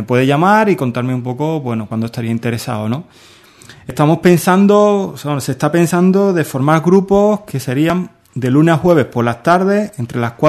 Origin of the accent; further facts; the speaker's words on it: Seville, Andalusia, Spain; Como soy de allí, soy de Sevilla, ¿no?